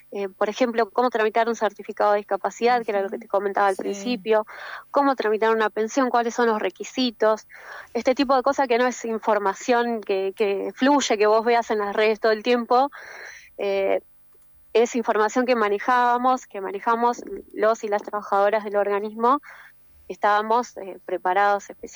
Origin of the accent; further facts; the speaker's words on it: Patagonia, Argentina; En la Patagonia, por ejemplo, yo vivo, soy de la Patagonia, y las distancias geográficas son muy grandes